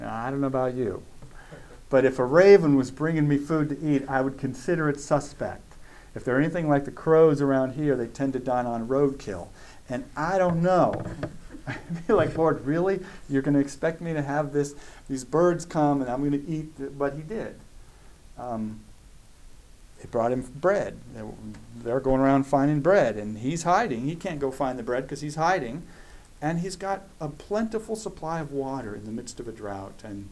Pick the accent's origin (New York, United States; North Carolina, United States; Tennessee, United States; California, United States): California, United States; I grew up in Southern California.